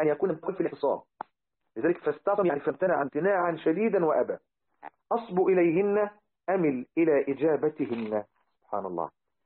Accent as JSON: {"language": "Arabic", "country": "Egypt", "said": "لذلك احنا عندنا في مصر يعني حاجة البنت في الزواج أو الرجل بنطلق عليها الجهاز"}